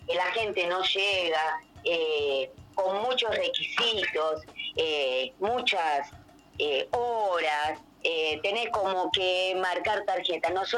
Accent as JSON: {"language": "Spanish", "town": "Cosquín", "region": "Córdoba", "country": "Argentina", "said": "porque no solo somos de Cosquín"}